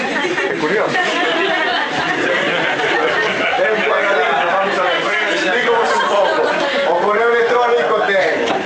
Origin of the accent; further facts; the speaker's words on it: Vilanova, Galicia, Spain; É curioso, porque eu son de Vilasnova, que é o concello de Vila García da Arousa